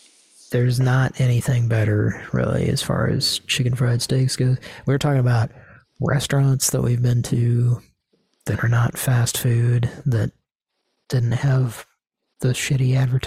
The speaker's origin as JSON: {"language": "English", "region": "Oklahoma", "country": "United States", "said": "which is only it can only be legitimized by the fact that we're from Oklahoma."}